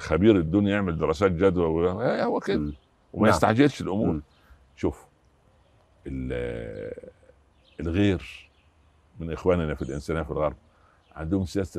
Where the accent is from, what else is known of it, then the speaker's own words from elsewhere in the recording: Upper Egypt, Egypt; جيت من الصعيد ولما نزلت مصر